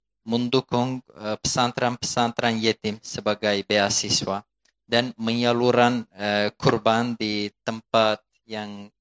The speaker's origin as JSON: {"language": "Indonesian", "country": "Turkey", "second_language": "Indonesian", "said": "Kami sekarang sebagai orang Turki"}